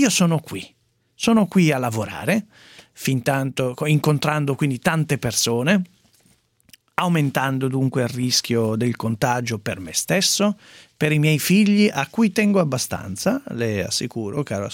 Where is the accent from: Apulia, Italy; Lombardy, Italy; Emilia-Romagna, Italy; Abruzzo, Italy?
Abruzzo, Italy; Ecco, mi interessa anche da abruzzese.